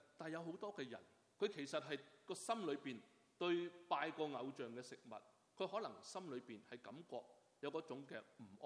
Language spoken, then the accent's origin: Chinese; China; 我们中国人更加是不会浪费，不会浪费。